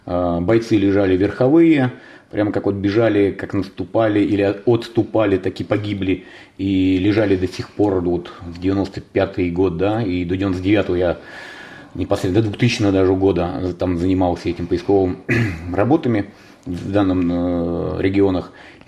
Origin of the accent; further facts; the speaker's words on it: Ivanovo, Ivanovo Oblast, Russia; я из Иваново поступил в Санкт-Петербург, тогда еще Ленинград, военное училище, и уже взрослый, 21 год после института